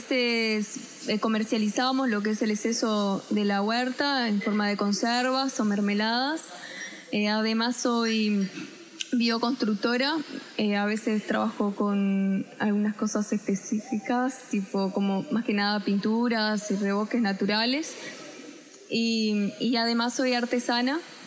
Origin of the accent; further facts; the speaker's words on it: Rivera, Uruguay; Soy de acá de Rivera, de Lagos del Norte.